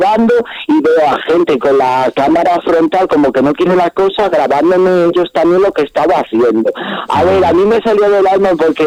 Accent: Sanabria, Castile and León, Spain; el último concierto que tuve en mi pueblo, en Sanabria, por ahí

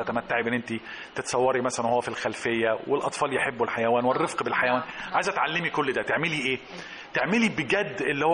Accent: Alexandria, Alexandria Governorate, Egypt; وهياخدنا في كثير من الاحيان في حته عندنا في اسكندريه

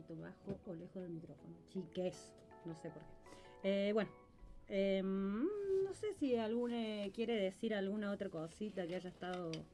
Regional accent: Argentina; Lo que tenemos nosotros como argentinas

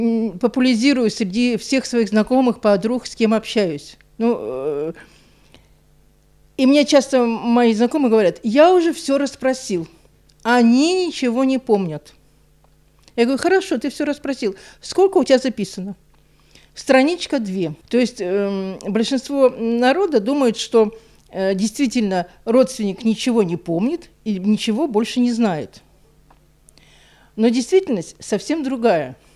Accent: Donetsk, Donetsk Oblast, Ukraine; Выросла я в Донецке, в многодетной семье. Я младший ребенок.

